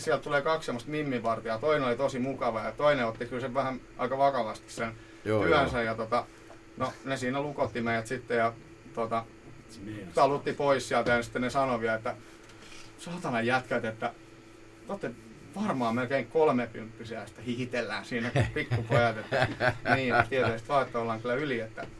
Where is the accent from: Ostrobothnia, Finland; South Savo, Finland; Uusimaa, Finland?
Uusimaa, Finland; Hyvinkää; Itsehän olen Hyvinkäältä alun perin.